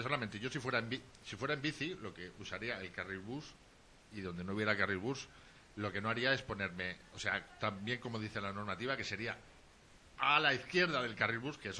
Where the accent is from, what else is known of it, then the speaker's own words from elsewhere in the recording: Barcelona, Catalonia, Spain; en el barrio donde yo me crié, en Ciudad Meridiana, el heavy pegaba mucho, pero mucho. Era un barrio muy heavy.